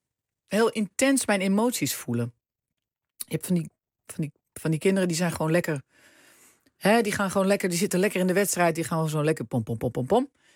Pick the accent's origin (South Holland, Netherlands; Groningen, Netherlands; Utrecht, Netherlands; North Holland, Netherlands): North Holland, Netherlands; Heemstede; ik kwam uit Heemstede. Ik woon op de Herenweg.